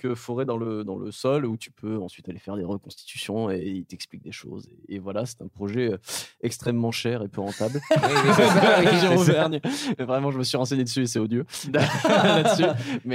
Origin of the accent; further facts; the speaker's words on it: Auvergne-Rhône-Alpes, France; Je viens d'Auvergne.